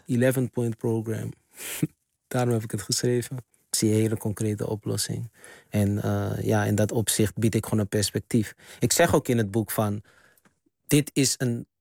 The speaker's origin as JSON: {"language": "Dutch", "town": "Amsterdam", "region": "North Holland", "country": "Netherlands", "said": "Terwijl we komen rechtstreeks uit de Bijlmer."}